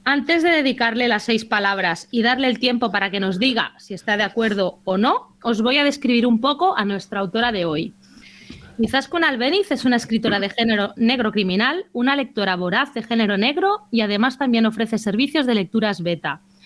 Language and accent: Spanish; Mataró, Catalonia, Spain; accent: Mataró; con mi acento de Mataró